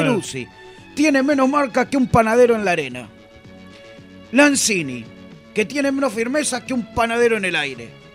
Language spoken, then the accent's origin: Spanish; Buenos Aires, Argentina; Yo soy porteño, soy argentino